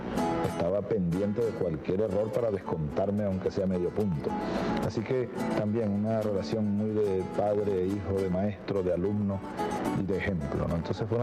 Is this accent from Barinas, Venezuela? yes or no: yes; Sabaneta, Barinas, Venezuela; me gustaba pintar las casas de palma en la calle larga de tierra de mi pueblo